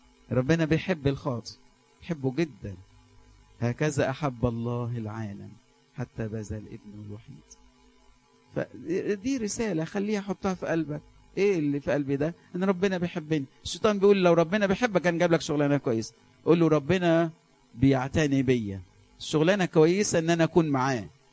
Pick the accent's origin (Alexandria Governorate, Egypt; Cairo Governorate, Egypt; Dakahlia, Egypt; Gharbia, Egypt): Alexandria Governorate, Egypt; Alexandria; وخاف إن المشهورة تكبر تكبر تكبر عندنا في اسكندرية